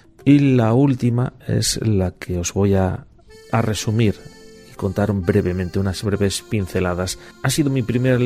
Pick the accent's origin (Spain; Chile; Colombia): Spain; Basque Country; born there; porque nos une que ambos nacimos en el País Vasco